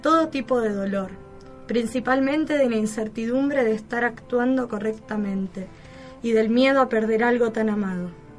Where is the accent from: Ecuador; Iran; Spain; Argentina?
Argentina; Por lo menos la nacionalidad, de decir somos argentinos igual que Vanina.